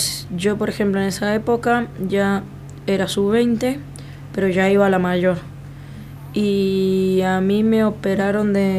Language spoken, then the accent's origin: Spanish; Argentina; te dicen que por qué somos así los argentinos con los jugadores